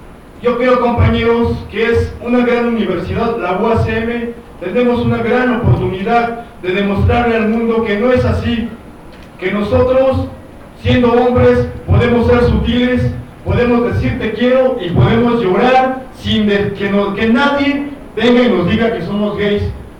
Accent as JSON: {"language": "Spanish", "town": "San Lorenzo Tezonco", "region": "Mexico City", "country": "Mexico", "said": "Soy compañero de Centro Histórico. Yo era de San Lorenzo Texonco."}